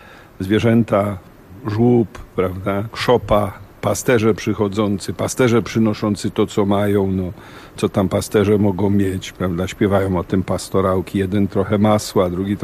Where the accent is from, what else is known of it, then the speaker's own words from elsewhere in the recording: Lesser Poland, Poland; my tu górale mamy, prawda, swoje